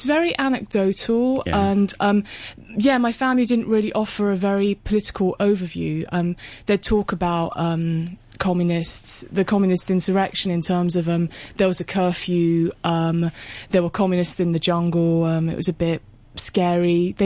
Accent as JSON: {"language": "English", "region": "London", "country": "United Kingdom", "tie": "born or raised there", "said": "I was brought up in London. My mother didn't teach me Chinese as I was growing up. She spoke English all the time. So I did feel quite cut off from my family in Malaysia"}